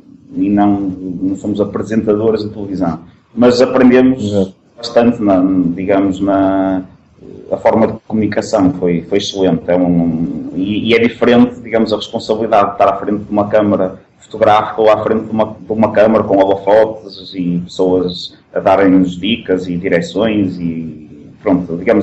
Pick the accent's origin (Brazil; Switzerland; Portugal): Portugal; Porto; accent: Porto; Eu acho que não tenho sotaque do Porto, mas toda a gente diz que sim, é porque tenho.